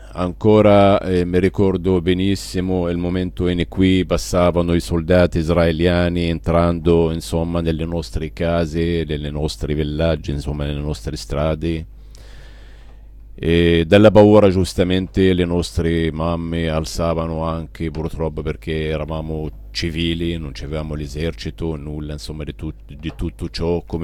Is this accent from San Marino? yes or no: no; Palestine; per fortuna io vivo ancora nella mia Palestina e nella mia terra palestinese.